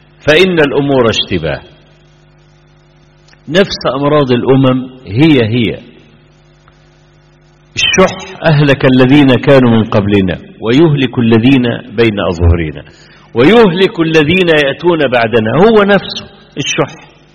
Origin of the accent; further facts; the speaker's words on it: Egypt; صحفي كبير كان عندنا في مصر كتب مقالة